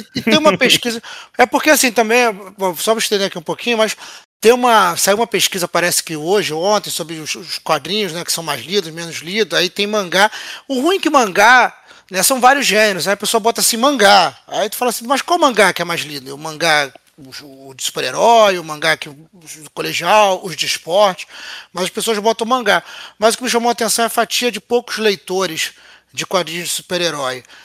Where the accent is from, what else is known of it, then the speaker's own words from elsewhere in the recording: Rio de Janeiro, Brazil; Mas eu sou do Rio de Janeiro, né?